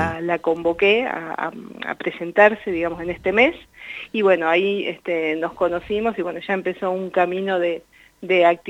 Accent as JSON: {"language": "Spanish", "town": "Miguel Riglos", "region": "La Pampa", "country": "Argentina", "tie": "born or raised there", "also_born_or_lived": "Santa Rosa", "moved": "as an adult", "lives_now": "Bahía Blanca, Argentina", "said": "yo me crié ahí en Miguel Riglos, hice el secundario, después ya me vine a Bahía Blanca, que ahora tengo 48 años, y vivo en Bahía Blanca ya desde los 18, o sea que bueno, hay mucho tiempo transcurrido acá en Bahía Blanca"}